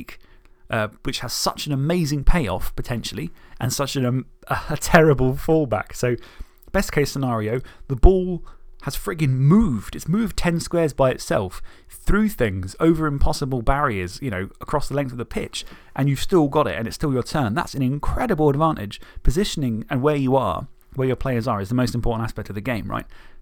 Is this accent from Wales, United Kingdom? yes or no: no; Isle of Wight, South East England, United Kingdom; because I'm from the Isle of Wight, Southampton and Portsmouth has merged into one because it was always the mainland.